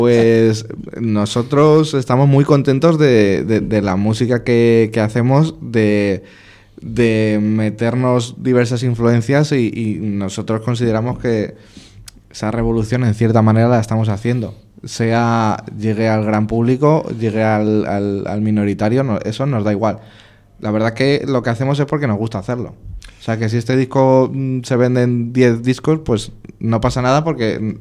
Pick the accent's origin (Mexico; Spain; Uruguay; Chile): Spain; Madrid, Community of Madrid; pues nosotros que somos de Madrid, si grabamos en Madrid, pues grabamos a las 8